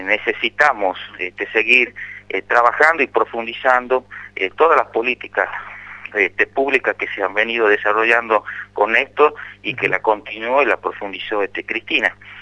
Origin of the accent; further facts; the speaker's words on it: Tartagal, Salta, Argentina; Nosotros justamente en Tartagal, que estamos a 8 kilómetros de General Mosconi